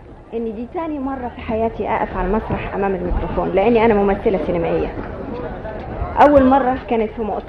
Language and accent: Arabic; Egypt; وشكرته مش كمصريه بس لكن باسم مصر